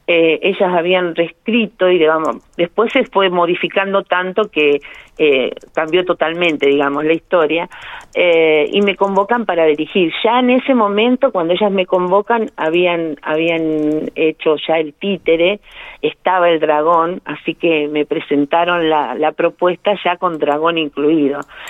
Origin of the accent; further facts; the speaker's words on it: La Pampa, Argentina; Nosotros somos todos de La Pampa